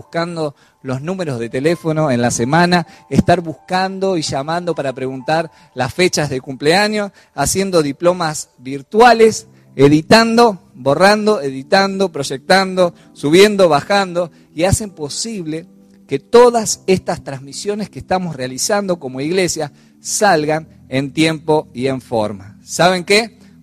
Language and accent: Spanish; Argentina; no sé si como latinos o como argentinos que somos